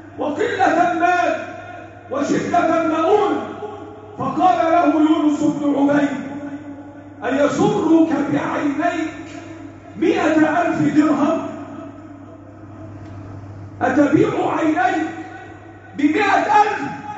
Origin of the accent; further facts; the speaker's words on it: Egypt; اللهم احفظ بلدنا مصر